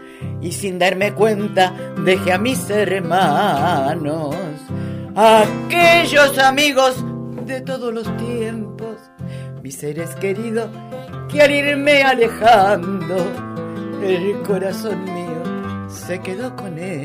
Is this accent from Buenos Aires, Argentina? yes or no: yes; Buenos Aires, Argentina; now in Mendoza, Argentina; yo soy de la patria grande, ¿no? Vivo en Mendoza, amo a Mendoza. También mi terruño, por supuesto, Buenos Aires, por toda la cuestión que tiene que ver conmigo, con la familia, la cuestión campestre